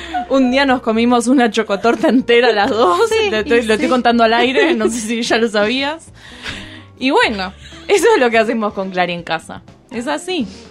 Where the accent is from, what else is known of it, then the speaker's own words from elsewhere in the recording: Zárate, Buenos Aires Province, Argentina; moved away as an adult; Nací en el 84 en Zárate, provincia de Buenos Aires, donde viví hasta los 18.